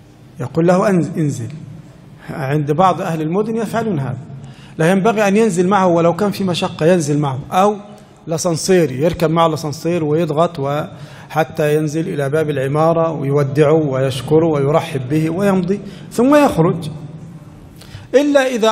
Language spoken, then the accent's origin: Arabic; Egypt; نحن عندنا في مصر لو جاك إنسان يتغدى وقدمت له الشاي أولا